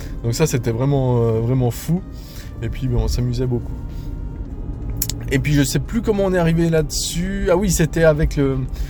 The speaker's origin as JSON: {"language": "French", "country": "Switzerland", "said": "je suis suisse, j'habite du côté de Lausanne"}